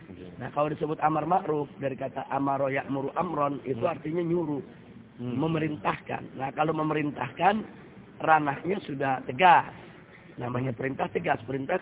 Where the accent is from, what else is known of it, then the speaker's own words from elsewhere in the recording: Indonesia; Saya datang dari Indonesia bersama keluarga